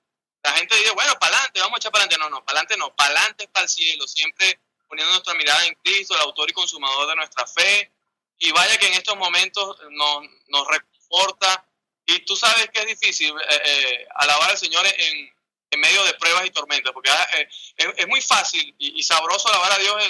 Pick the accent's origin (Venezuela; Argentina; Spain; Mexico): Venezuela; En lo que yo estoy viviendo y que estamos viviendo como venezolanos, en medio de pruebas y tormentas